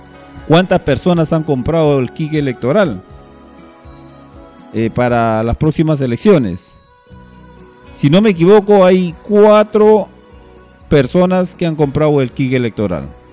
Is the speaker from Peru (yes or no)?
yes; Peru; por el derecho que me asiste como ciudadano peruano